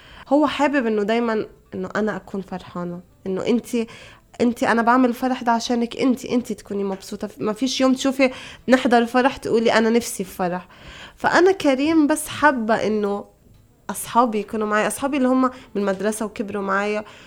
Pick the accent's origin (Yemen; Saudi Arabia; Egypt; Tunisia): Egypt; بعدين طبعا إحنا عندنا في مصر الفرحة والإشهار